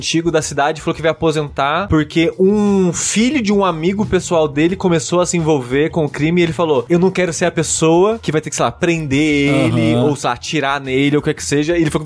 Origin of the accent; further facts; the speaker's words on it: Coronel Fabriciano, Minas Gerais, Brazil; also born or lived in Belo Horizonte; now in São Paulo, Brazil; eu cresci em Fabriciano, né? Depois eu fui morar BH e aí estou aqui em São Paulo agora.